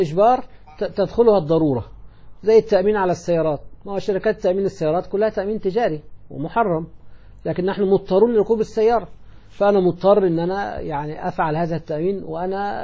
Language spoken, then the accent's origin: Arabic; Egypt; موظفي الحكومة مثل الذي عندنا في مصر وأيضا في يعني بعض البلاد الأخرى